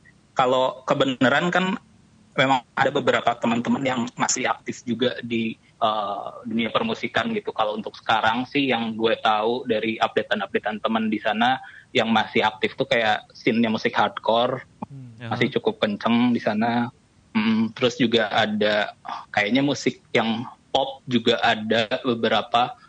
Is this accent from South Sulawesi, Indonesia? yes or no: no; Tasikmalaya, West Java, Indonesia; now in Jakarta, Indonesia; kita tuh semuanya asalnya dari Tasik. Cuman karena harus ngerantau dan satu lain hal, akhirnya 2 dari 3 personel kita tuh sekarang udah pindah ke Jakarta. Gue sendiri kayak udah beberapa tahun tinggal di Jakarta.